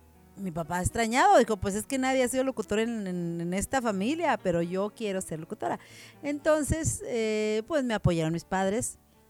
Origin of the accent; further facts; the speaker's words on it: Torreón, Coahuila, Mexico; also born or lived in Coyote, Coahuila; yo soy de Torreón, Coahuila. Yo creo que viví unos 4 años, me imagino, en Coyote, Coahuila, porque de allá era mi papá … … Ellos fueron catedráticos de profesión y cuando 4 añitos, pues ya nos venimos a vivir a Torreón, Coahuila.